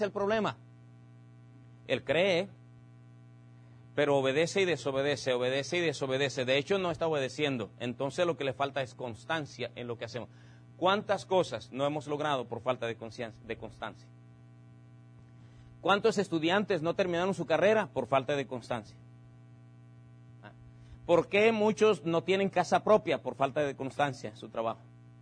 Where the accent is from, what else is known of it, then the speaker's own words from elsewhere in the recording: Mexico; Uno de nuestros grandes problemas como humanos y como mexicanos es que no somos constantes en lo que hacemos.